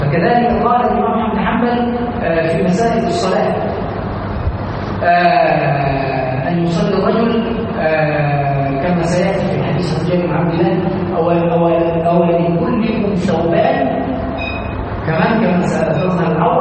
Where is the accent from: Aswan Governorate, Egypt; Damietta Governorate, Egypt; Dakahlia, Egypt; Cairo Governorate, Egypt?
Aswan Governorate, Egypt; Aswan; وهذا عندنا في الصعيد في اسوان ومشاهد